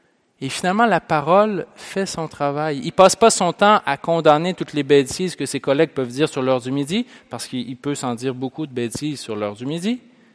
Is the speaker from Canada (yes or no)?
yes; Pont-Rouge, Quebec, Canada; J'ai fait ça quand j'étais jeune, moi. Je viens de Pont-Rouge